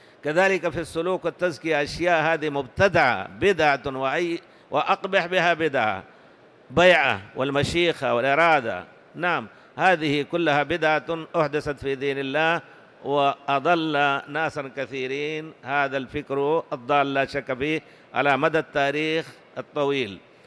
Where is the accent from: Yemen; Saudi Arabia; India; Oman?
India; وأنا ذكرت لكم بالأمس أن في بلادنا الهند في الحقيقة يتناحرون ما لا تتصور أنت